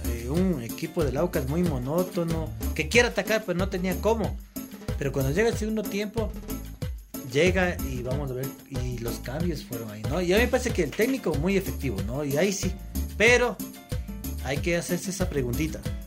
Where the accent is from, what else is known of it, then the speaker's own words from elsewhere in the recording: Pichincha, Ecuador; en mi barrio yo soy de San Roque, y en San Roque es muy, muy auquista